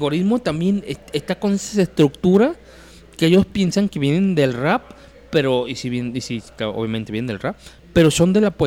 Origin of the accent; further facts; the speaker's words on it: Mexico; mexicano sí, sí.